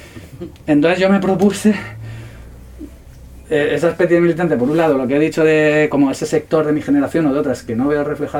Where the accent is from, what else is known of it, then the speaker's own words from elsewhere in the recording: Madrid, Community of Madrid, Spain; moved away; Yo soy de Madrid, me crié en Madrid, y salí de Madrid hace ya pues, más de 20 años